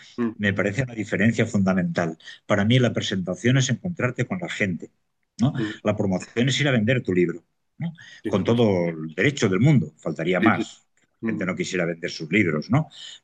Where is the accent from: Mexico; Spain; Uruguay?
Spain; Gestalgar, Valencian Community; mi pueblo, es un pueblo precioso de la serranía valenciana, afectado por la Dana, pero que nos estamos recuperando, por lo tremendamente acogedor. Anota el nombre de Gestalgar